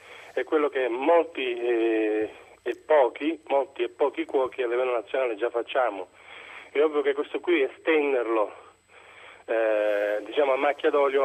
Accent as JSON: {"language": "Italian", "region": "Sicily", "country": "Italy", "tie": "born there", "said": "Sì, ma la terra è quella da dove sono nato."}